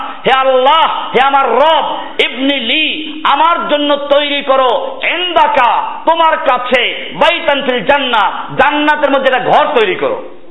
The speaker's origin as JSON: {"language": "Bangla", "town": "Barishal", "region": "Barisal Division", "country": "Bangladesh", "said": "আমি এবার বরিশালের লোক, সেজন্য বলছি বরিশালের মেয়েরা কষ্ট পাবেন না।"}